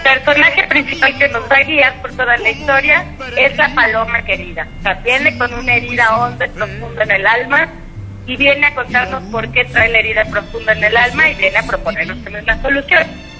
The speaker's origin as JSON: {"language": "Spanish", "country": "Mexico", "said": "las mexicanas y los mexicanos sabemos vivir el desamor y el amor con mucha dignidad"}